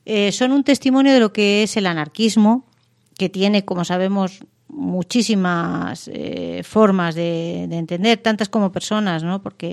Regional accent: Mérida, Extremadura, Spain; por ejemplo, en Mérida, en mi tierra

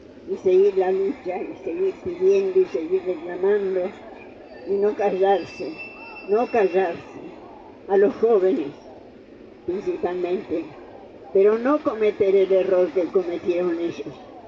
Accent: Argentina; Nosotros somos los argentinos candidatos a soportar un gobierno fascista.

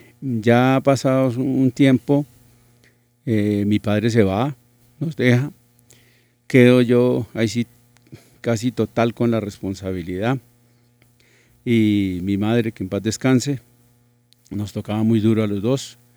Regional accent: Mesitas del Colegio, Cundinamarca, Colombia; No, yo soy de Mesitas del colegio, pero adoro a Bogotá.

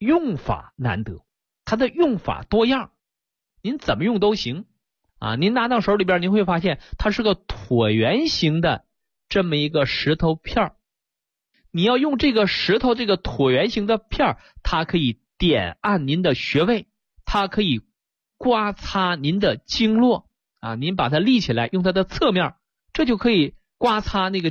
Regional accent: China

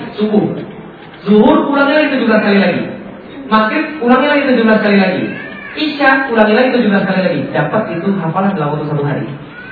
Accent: Palembang, South Sumatra, Indonesia; Saya orang Palembang, ngomong pakai bahasa Palembang.

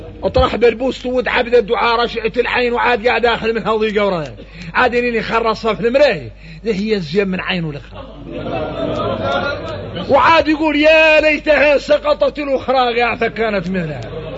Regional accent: Mauritania; ونقوم احنا موريتاني فينا الرق

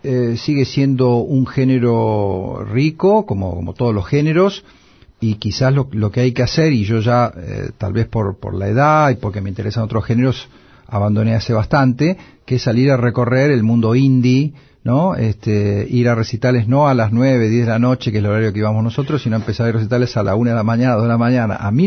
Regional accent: La Plata, Buenos Aires Province, Argentina; Anoche en la Ciudad de La Plata, de donde soy oriundo y donde vivo

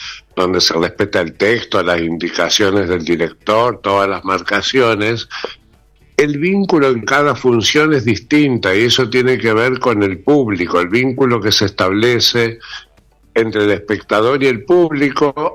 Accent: Rosario, Santa Fe, Argentina; now in Buenos Aires, Argentina; Yo soy rosarino, hace muchos años que vivo en Buenos Aires, más de 40, pero empezó en Rosario con la lírica.

